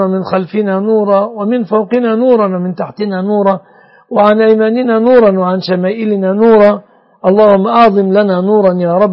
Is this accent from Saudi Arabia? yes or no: no; Egypt; اللهم يا ربنا احفظ بلادنا مصر وسائر بلاد المسلمين آمنة مطمئنة